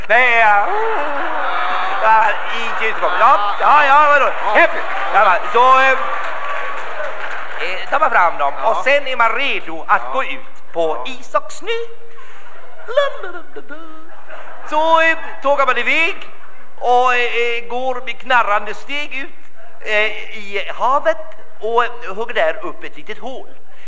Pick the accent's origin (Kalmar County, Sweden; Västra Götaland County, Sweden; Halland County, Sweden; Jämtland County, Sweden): Kalmar County, Sweden; Kalmar; born there; Jag är ju född i Kalmar.